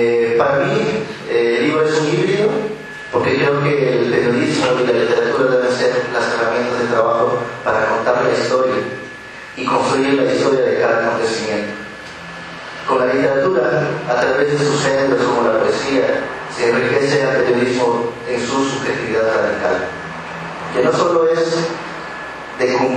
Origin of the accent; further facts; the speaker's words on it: Oaxaca, Mexico; Porque también nosotros como Oaxaqueños estábamos aprendiendo a hacer periodismo.